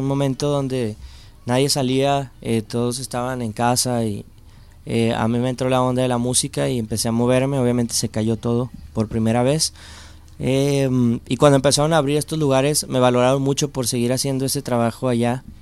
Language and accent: Spanish; Monterrey, Nuevo León, Mexico; Vengo desde Monterrey, México, y pues conociendo un poquito la ciudad